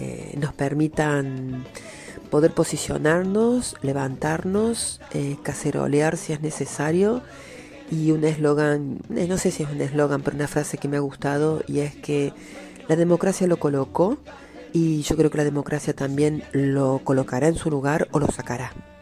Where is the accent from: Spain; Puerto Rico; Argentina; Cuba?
Argentina; Más nosotros que somos argentinos, que tenemos otro estilo.